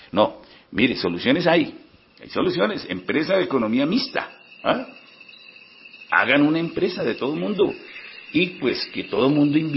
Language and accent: Spanish; Cáqueza, Cundinamarca, Colombia; pero en especial para los de Caquesa, mi tierra natal.